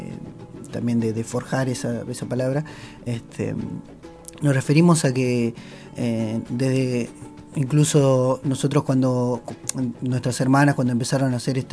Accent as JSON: {"language": "Spanish", "town": "San Antonio de los Cobres", "region": "Salta", "country": "Argentina", "said": "Yo soy de Salta, de la Puna de Atacama, más concretamente del pueblo de San Antonio de los Cobres."}